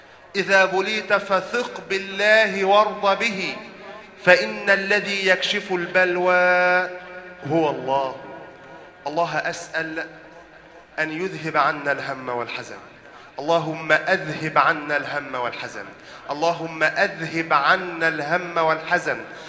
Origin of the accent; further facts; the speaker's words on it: Egypt; اللهم اجعل بلدنا مصر أمنا أمانا